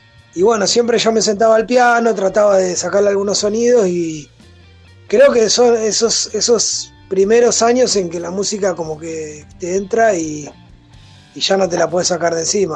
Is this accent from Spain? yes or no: no; El Calafate, Santa Cruz, Argentina; born or raised there; also born or lived in Río Gallegos